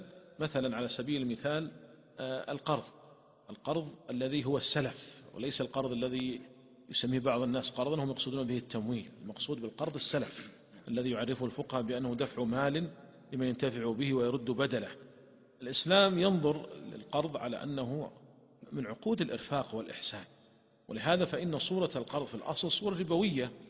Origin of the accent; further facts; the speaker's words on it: Saudi Arabia; وتطورت تطورا كبيرا عندنا في المملكة العربية السعودية